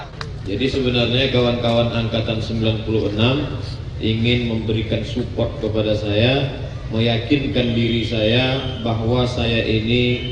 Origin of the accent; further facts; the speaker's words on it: Riau, Indonesia; moved away as an adult; Waktu itu saya datang dari kampung, dari Kabupaten Pelalawan, berdua naik angkutan